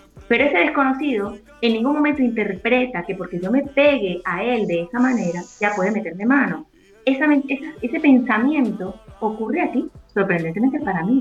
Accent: Venezuela; Nosotros en mi tierra, en Venezuela, la salsa y el merengue se baila y la pareja está muy pegada.

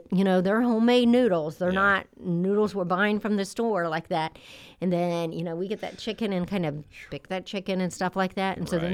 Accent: Indiana, United States; Yeah, because I grew up in Howard County, too.

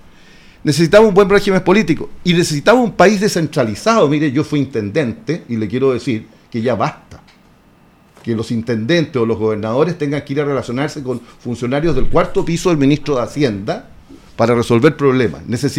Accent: Licantén, Maule, Chile; conozco bien el Maule porque me crié aquí en Licantén, que es un pueblito rural, ya más que un pueblito, una ciudad, vamos a decir

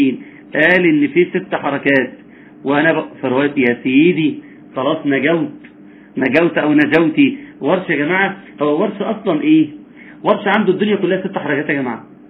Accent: Egypt; وإحنا في مصر يا جماعة لحد 200 سنة فاتوا كنا نقرأ

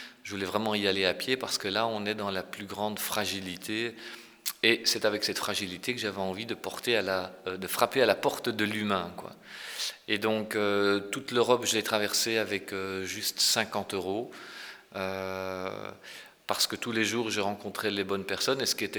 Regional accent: Ghent, Flanders, Belgium; et je suis originaire de Gand avec un père wallon et une mère flamande

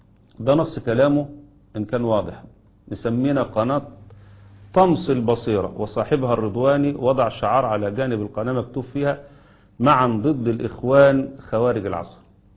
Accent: Egypt; لأن اللي حصل عندنا في مصر منذ عام كامل

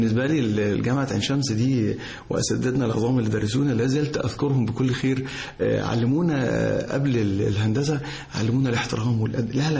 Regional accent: Cairo, Cairo Governorate, Egypt; also born or lived in Giza, Egypt; انا في القاهرة، يعني انا قاهري الحمد لله قاهري فيعني قاهري، وولدت في شبرا، وبعد كده يعني انتقلت الى منطقة الجيزة في الهرم

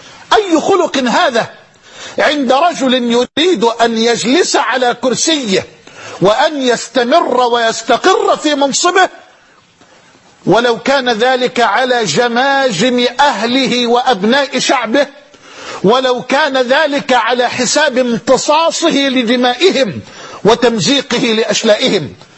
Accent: Egypt; بلدنا مصر تمر بمرحلة حرجة

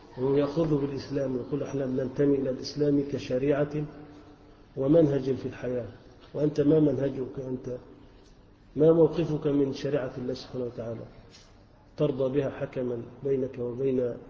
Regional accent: Egypt; احنا كلنا مصريين وكلنا مسلمين،

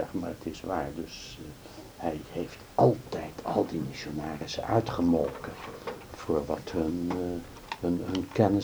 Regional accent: Netherlands; als Hollandse jongen zo die dan niks weet

